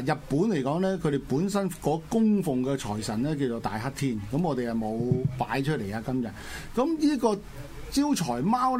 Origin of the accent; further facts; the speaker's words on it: Guangdong, China; 即係我哋廣東人啊，即係大家利是啦，係咪？